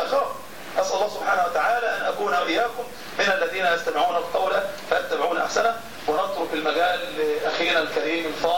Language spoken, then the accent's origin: Arabic; Egypt; مصري ومصر لها شأن وفضل، واحنا بنفخر ان احنا مصريين